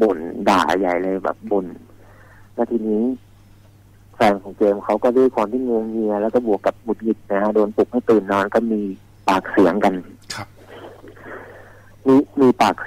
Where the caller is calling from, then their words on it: Phrae, Thailand; โทรมาจากจังหวัดแพร่ครับผม